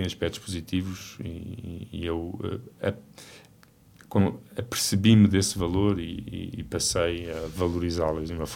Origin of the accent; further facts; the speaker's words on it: Figueira da Foz, Coimbra, Portugal; also born or lived in Lisbon; apesar da minha família ser toda de Santarém, eles radicaram-se na Figueira da Foz e eu passei quase toda a minha vida na Figueira da Foz.